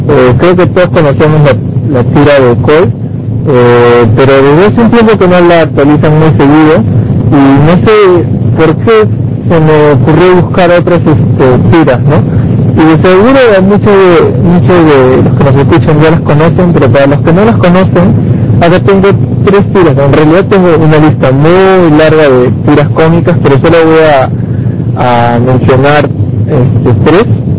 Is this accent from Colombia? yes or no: no; Peru; a pesar de que soy peruano, tengo una afición por el tequila